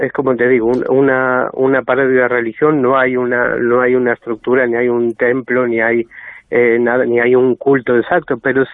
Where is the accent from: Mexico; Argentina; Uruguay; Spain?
Argentina; Sí, de los pocos argentinos.